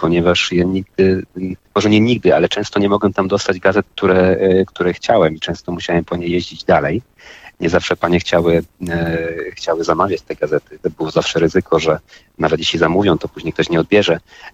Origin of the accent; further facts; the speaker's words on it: Silesian Voivodeship, Poland; Pochodzę ze Śląska.